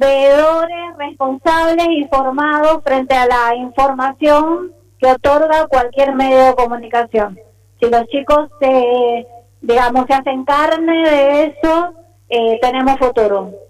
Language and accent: Spanish; Argentina; y que nosotros como Argentina hayamos retrocedido.